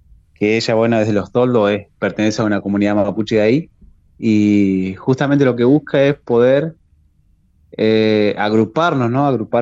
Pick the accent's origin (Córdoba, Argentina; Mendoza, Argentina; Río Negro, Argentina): Río Negro, Argentina; Maquinchao; yo soy de Maquinchao, de la provincia de Río Negro. Estoy a más de 1000 kilómetros de Buenos Aires.